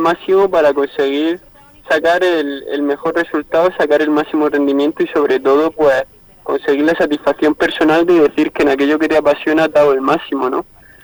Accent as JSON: {"language": "Spanish", "town": "San Javier", "region": "Region of Murcia", "country": "Spain", "tie": "born or raised there", "said": "aquí en mi tierra, en Murcia, entre San Javier, que es mi pueblo, y la capital de Murcia"}